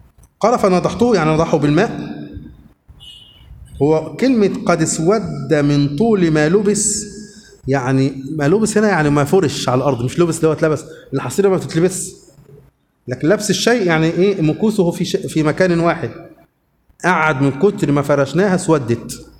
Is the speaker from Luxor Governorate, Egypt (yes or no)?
yes; Luxor, Luxor Governorate, Egypt; انا من الاقصر انا اصلا من الاقصر